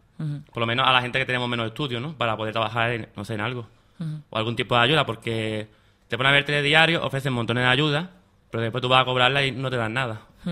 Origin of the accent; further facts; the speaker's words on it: Málaga, Andalusia, Spain; Y yo soy de Málaga, ¿vale? Eso de entrada. Se nota, ¿no? En el acento, ¿no?